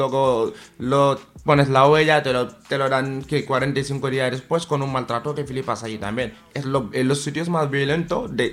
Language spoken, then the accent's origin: Spanish; Senegal; como ahora mismo está pasando cosas en Senegal, que yo soy senegalés